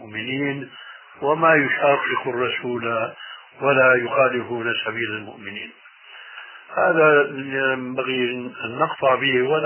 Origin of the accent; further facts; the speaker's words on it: Syria; وهو يشير إلى بلدي يعني سوريا